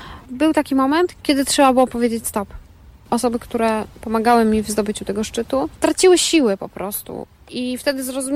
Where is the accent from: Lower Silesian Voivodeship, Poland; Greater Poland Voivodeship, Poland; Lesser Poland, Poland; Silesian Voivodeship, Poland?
Lesser Poland, Poland; Zakopane; born there; No urodziłam się w Zakopanem.